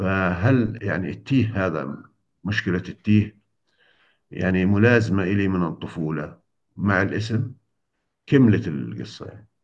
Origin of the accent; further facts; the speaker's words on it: Palestine; أنا عربي من فلسطين، أنا عربي من فلسطين، لكن إحنا لما انولدنا يعني كنا ضمن المملكة الأردنية الهاشمية، على حدود المملكة الأردنية الهاشمية. المنطقة اللي بعدنا اللي هي باتجاه بئر السبع، قريب من بئر السبع